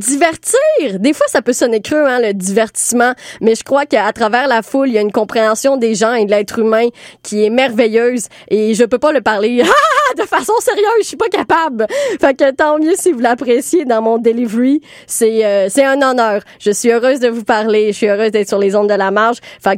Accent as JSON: {"language": "French", "town": "Montreal", "region": "Quebec", "country": "Canada", "said": "Oui, je suis très montréalaise là-dessus, là. J'ai pas de voiture, transport en commun."}